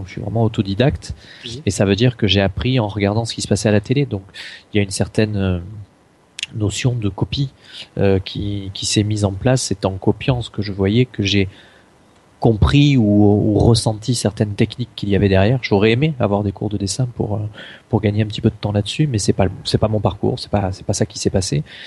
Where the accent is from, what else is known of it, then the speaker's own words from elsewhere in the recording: Marseille, Provence-Alpes-Côte d'Azur, France; born there; Je suis né à Marseille, donc évidemment je suis un grand fan de l'OM.